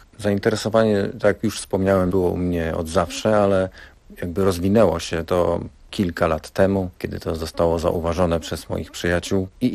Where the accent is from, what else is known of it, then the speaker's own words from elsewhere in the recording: Rybnik, Silesian Voivodeship, Poland; przyjechałem z Rybnika, gdzie rozwijam się artystycznie jako artysta, wokalista, lektor.